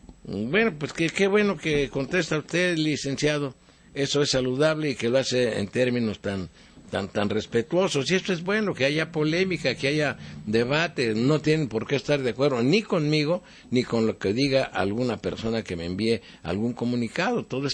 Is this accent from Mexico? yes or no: yes; Mexico; como mexicano que soy, le doy las gracias porque en México hay muchos buenos mexicanos comprometidos por el bien de México, y los que vivimos fuera de México